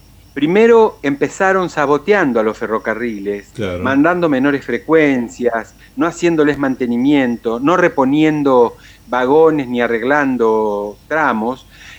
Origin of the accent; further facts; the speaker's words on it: Ciudad Evita, Buenos Aires Province, Argentina; yo, por ejemplo, soy un desarraigado dentro de la provincia de Buenos Aires. Yo me crié en Ciudad Evita y ahora ya hace 36 años que vivo en Babio, pero mis hijas nacieron en Babio.